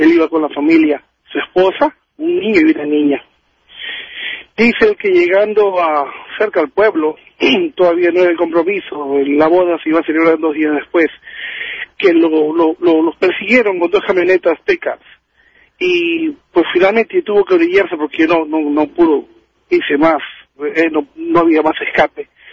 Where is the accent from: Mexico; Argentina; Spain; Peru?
Peru; Porque yo siempre decía, ¿cómo? Yo soy de Perú.